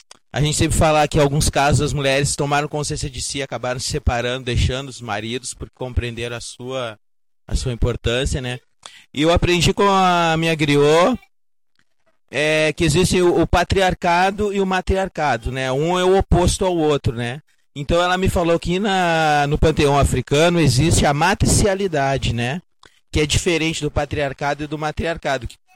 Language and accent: Portuguese; Rio Grande do Sul, Brazil; sou do Rio Grande do Sul